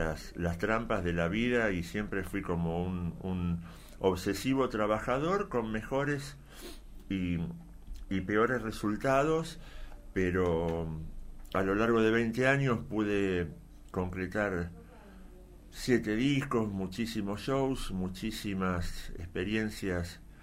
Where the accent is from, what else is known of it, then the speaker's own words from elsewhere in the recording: Ciudad Evita, Buenos Aires Province, Argentina; yo soy de Ciudad Evita, por ejemplo, sí. oriundo